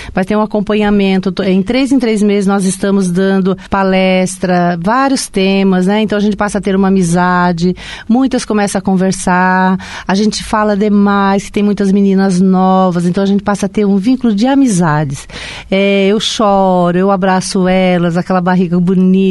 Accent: Cianorte, Paraná, Brazil; now in Foz do Iguaçu, Brazil; Eu era bem jovem, quando eu vim para Foz do Iguaçu, tinha meus 17 anos, né?

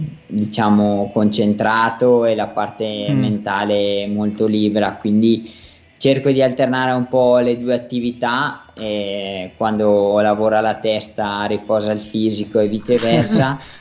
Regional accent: Vermiglio, Trentino-Alto Adige, Italy; nel mio paese di Vermiglio, che ha avuto un'alta percentuale di contagi

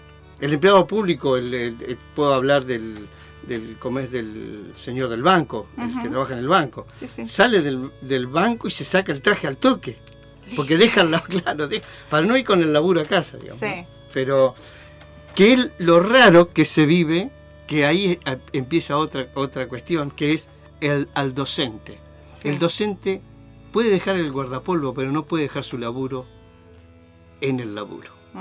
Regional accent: Viedma, Río Negro, Argentina; Por ejemplo, yo me crié prácticamente en Viedma, entonces ahí es empleado público.

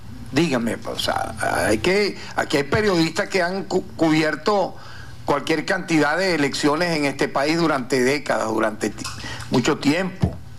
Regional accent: Venezuela; En tal sentido, nosotros como venezolanos, de cualquier, yo diría, tendencia política, ideológica, tenemos que recordar

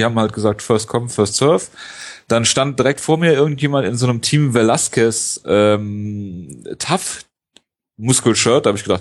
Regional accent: Leverkusen, North Rhine-Westphalia, Germany; Ja, ich komme ja aus Leverkusen und dann geht man da halt auch ins Stadion.

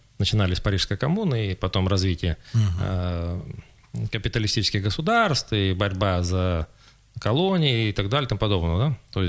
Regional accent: Krasnoyarsk, Krasnoyarsk Krai, Russia; как коренной красноярец, всегда болею за наши клубы, за наших спортсменов.

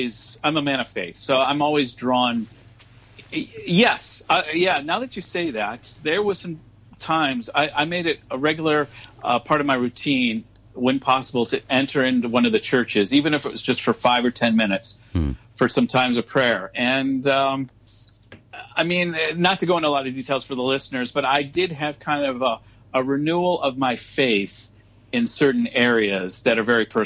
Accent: Hong Kong; I'm American, but I'm actually from Hong Kong.

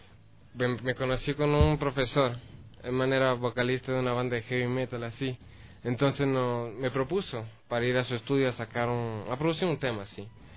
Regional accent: Quito, Pichincha, Ecuador; soy de Quito, tengo 18 años.

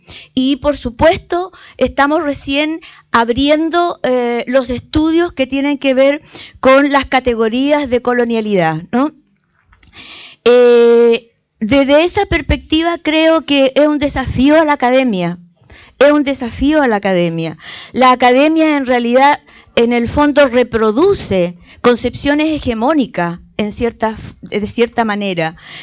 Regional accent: Valparaíso, Chile; Yo vengo de Chile, particularmente de la ciudad, del puerto de Valparaíso, un puerto muy especial por cuanto quizás es la cara de un puerto pobre, muy sugestivo dentro del país

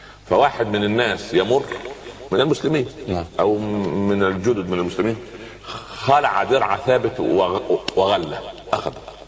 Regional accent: Upper Egypt, Egypt; يقول عندنا في الصعيد على القدر برمة

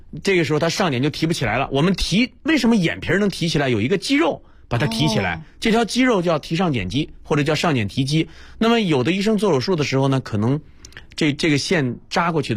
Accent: Northeast China, China; 对，你是东北人，我也是东北人。

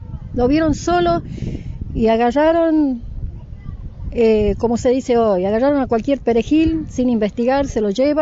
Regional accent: Jujuy, Argentina; Luz es morocha, somos del norte, de Jujuy

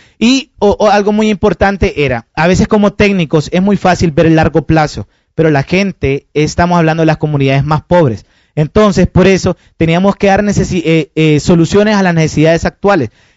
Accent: Honduras; Como diríamos en mi país, son otros 20 lempiras.

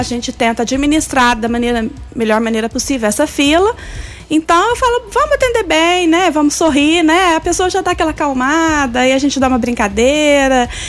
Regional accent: São Bernardo do Campo, São Paulo, Brazil; born there; also born or lived in Minas Gerais; eu sou natural de São Bernardo do Campo, São Paulo, né? Mas a minha mãe é de Minas. Então, eu morava em Minas e fui fazer a faculdade em Alfenas.

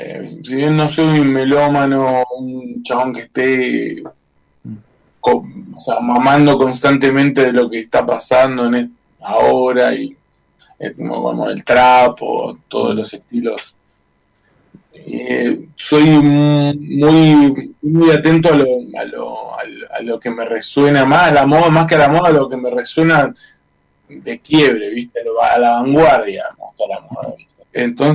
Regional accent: Chubut, Argentina; soy un ciudadano de la Patagonia, un ciudadano de Chubut en este caso

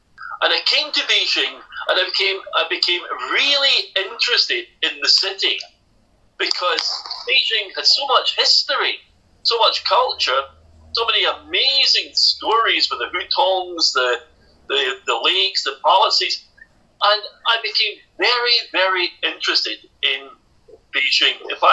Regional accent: Scotland, United Kingdom; Very few people had traveled from my country to China, but also I loved to travel by railway.So I came all the way from Scotland, right across Europe

